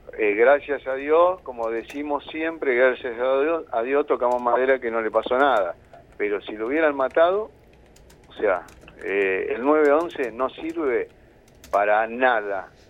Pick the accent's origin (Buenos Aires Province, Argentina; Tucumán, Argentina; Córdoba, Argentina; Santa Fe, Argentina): Buenos Aires Province, Argentina; La Plata; Así que para lo que somos de La Plata son aproximadamente unas 70 cuadras.